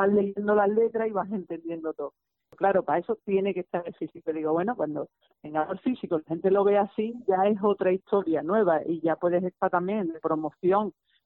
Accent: Andalusia, Spain; verdad es que no espero mucho apoyo de mi tierra

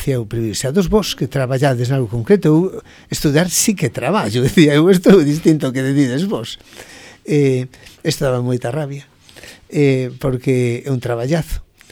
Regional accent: Santa Comba, Galicia, Spain; Eu, a verdade é que toda a miña infancia e xuventude en Santa Comba, da que son fillo predilecto, onde estou moi moi orgulloso de ser, foi moi feliz.

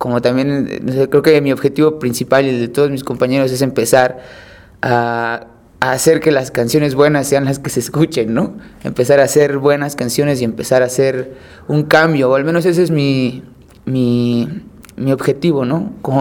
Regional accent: Mexico City, Mexico; yo soy de aquí, de la Ciudad de México, nací en La Cruz, Iztacalco, viví mi infancia en Iztacalco y después me mudé a Iztapalapa en la adolescencia y desde siempre he estado en Iztapalapa, ¿no? En la zona oriente de la ciudad, es de ahí de donde soy.

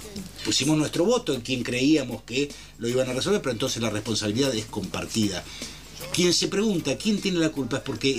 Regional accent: Argentina; todavía no hemos podido resolver como argentinos

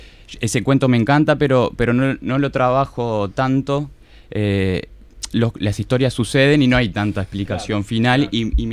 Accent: Montevideo, Uruguay; yo crecí en el Parque Posadas y después nos mudamos con mi familia también a 2 cuadras del Arroyo Miguelete, y bueno, es mi barrio, aunque ahora vivo en Cordón

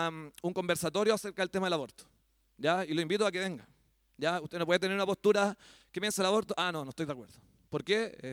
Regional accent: Chile; Hablábamos el otro día con un hermano acá de este tema también que se nos instaló como chilenos.

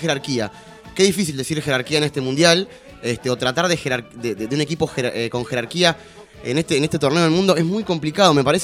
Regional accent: Argentina; Como argentino que soy

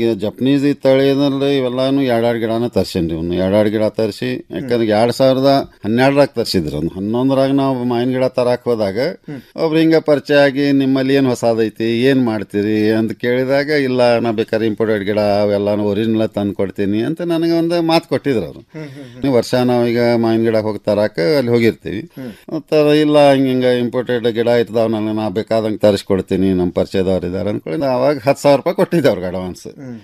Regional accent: Todur, Karnataka, India; now in Dharwad, India; ನಮ್ಮ ಊರು ಮೊದಲಿಗೆ ಫಸ್ಟ್ ಕಾರವಾರ, ಕಾರವಾರದೊಳಗೆ ತೋಡೂರು. ಈಗ ಧಾರವಾಡಕ್ಕೆಲ್ಲನೂ ಎಲ್ಲರೂ ಸೆಟ್ಲ್ ಆಗಿ

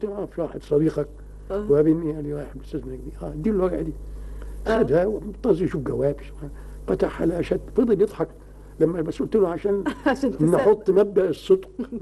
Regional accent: Egypt; الكوميديات دي ما حدش بيسمع بها عندنا في مصر

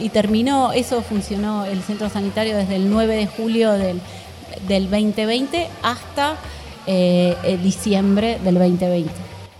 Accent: Argentina; recuperar toda esa identidad como argentinos y argentinas

